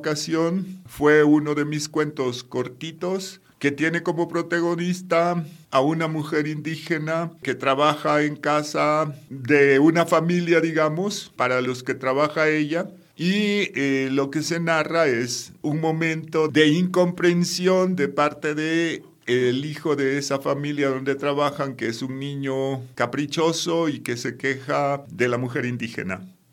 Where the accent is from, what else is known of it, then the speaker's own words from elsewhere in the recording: Oaxaca, Mexico; yo, que vengo de la costa de Oaxaca, donde tenemos una población indígena mixteca